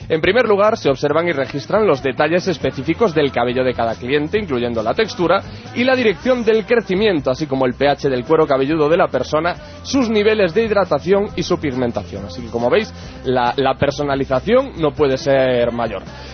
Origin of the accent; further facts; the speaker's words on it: Galicia, Spain; Yo las entiendo perfectamente porque, claro, yo soy gallego.